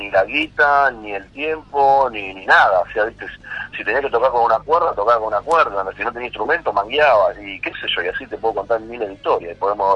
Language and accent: Spanish; Buenos Aires, Argentina; born there; yo nací en Buenos Aires, pero bueno, por trabajo estuve acá ya hace una década y media, así que voy y vengo todo el tiempo para Buenos Aires